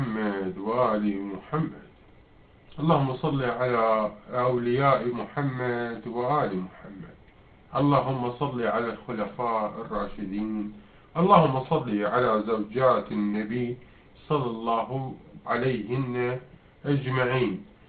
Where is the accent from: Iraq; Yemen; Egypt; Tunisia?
Iraq; احنا شعب عراقي، شعب اساسا من زمان